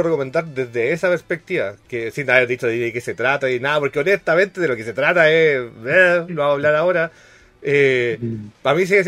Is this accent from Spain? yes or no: no; Chile; yo soy el weón más feliz del mundo como chileno que eso sea un producto hecho acá